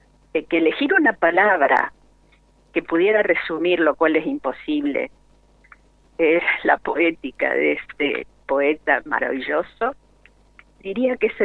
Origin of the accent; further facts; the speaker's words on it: Rosario, Santa Fe, Argentina; Ustedes saben que soy rosarina.